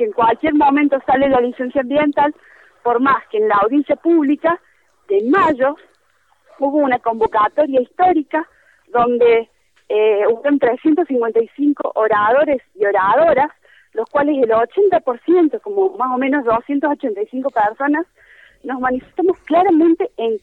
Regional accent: Córdoba, Argentina; yo particularmente soy de Córdoba capital

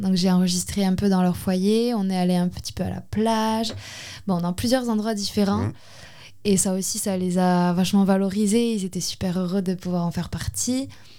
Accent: Ustaritz, Nouvelle-Aquitaine, France; Je suis d'Ustaritz, donc ils sont les deux dans des chœurs à Ustaritz.

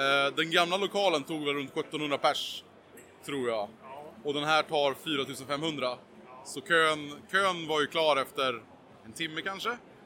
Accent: Sweden; jag är en svensk kille som sitter och spelar Gameboy på Twitch

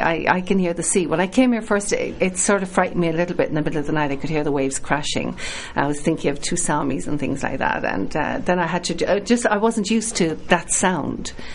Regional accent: Ireland; You're going to have to teach me. I'm Irish.

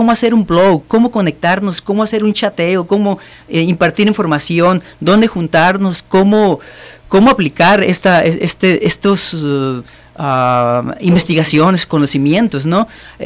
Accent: Rayón, Sonora, Mexico; Yo soy originario de Rayón, Sonora.

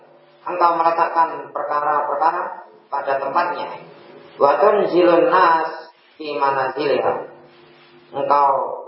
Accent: Java, Indonesia; Kita orang Jawa, kita tahu bahasa yang sopan mana, bahasa yang enggak sopan mana.

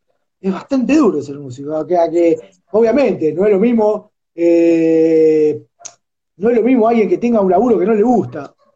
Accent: Argentina; yo no pienso así, pero como soy argentino, entonces me tengo que meter ahí.

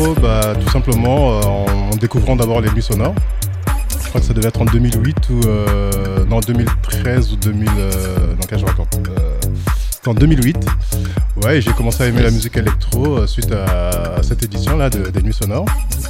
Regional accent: Paris, Île-de-France, France; now in Lyon, France; En fait moi je viens de Paris. Donc je suis arrivé à Lyon il y a quelques années, ça fait 17 ans à peu près.

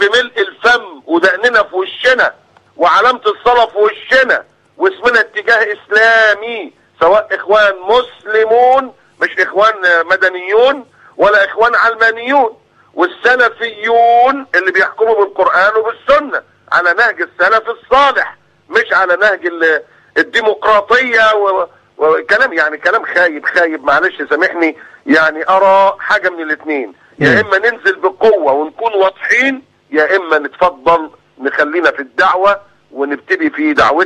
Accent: Egypt; ما حدش قال ان السياح جايين عندنا في مصر عشان الدعارة

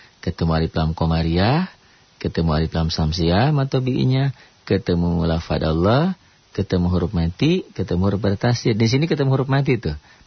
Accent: West Java, Indonesia; Tuh, saya mah orang Sunda mah susah.

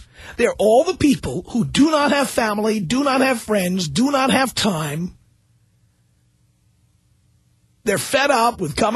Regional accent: New York City, New York, United States; now in Los Angeles, United States; I live in Los Angeles, and I have for 19 years, but you know what? I come from New York City. I did not grow up here.

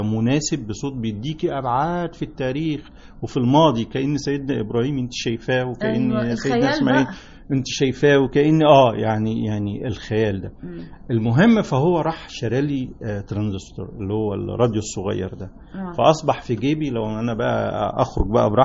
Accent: Beni Suef Governorate, Egypt; احنا انا من بني سويف من مركز سنصة من قرية اسمها بني حلة

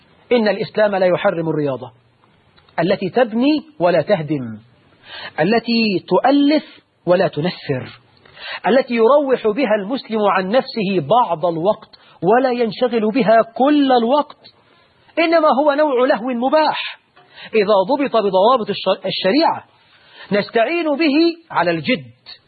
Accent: Egypt; سيما عندنا في مصر

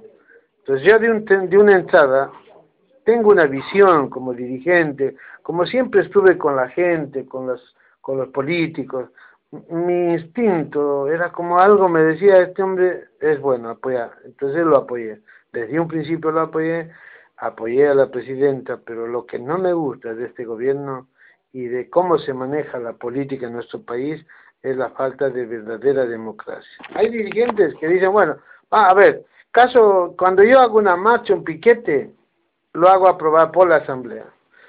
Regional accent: Jujuy, Argentina; moved away as an adult; now in Buenos Aires, Argentina; cuando vine acá a mi país hace 20 años atrás, va, 30 años, porque 10 estuve en Jujuy, pues yo soy de Jujuy, nací en Jujuy, tengo familia en Jujuy

